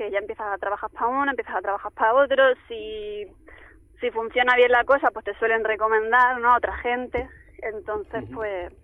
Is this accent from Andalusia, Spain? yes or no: yes; La Carolina, Andalusia, Spain; vengo de un pueblo de Jaén, que se llama La Carolina.